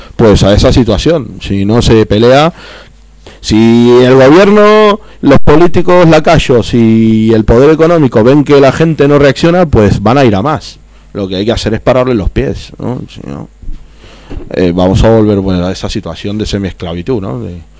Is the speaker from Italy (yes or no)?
no; Argentina; now in Spain; yo ya lo he vivido, porque yo vengo de Argentina, o sea que estas crisis son continuadas. O sea, en Argentina es una crisis permanente.